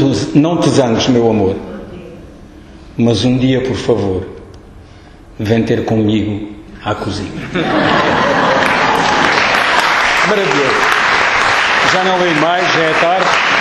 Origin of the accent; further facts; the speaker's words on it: Alentejo, Portugal; a Páscoa é um tempo muito importante para os alentejanos. Na minha terra a gente festeja com muita força, vigor e muito vinho.